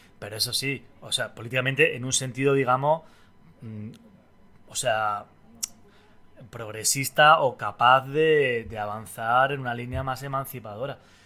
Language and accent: Spanish; Andalusia, Spain; moved away as an adult; now in Catalonia, Spain; yo soy un andaluz que vive en Cataluña desde hace, pues, aproximadamente 15 años